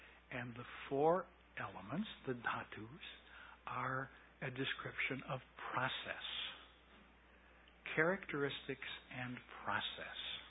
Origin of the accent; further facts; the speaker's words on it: United States; And the difficulty is, for me as an American, the use of the word element.